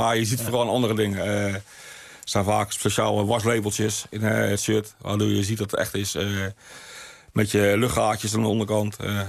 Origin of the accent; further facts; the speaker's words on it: Westland, South Holland, Netherlands; Ja, wij komen uit het Westland, de Kassenbouw, dat was ik altijd.